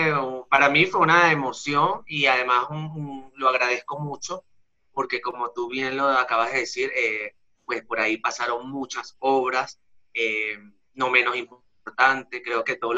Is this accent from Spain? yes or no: no; Venezuela; moved away as an adult; soy un artista venezolano, justamente en este mes de junio cumplo 3 años en el país